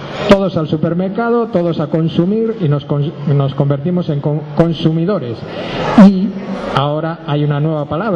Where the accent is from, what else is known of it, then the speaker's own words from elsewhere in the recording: Galicia, Spain; Vengo de Galicia, he participado en diferentes grupos de semillas.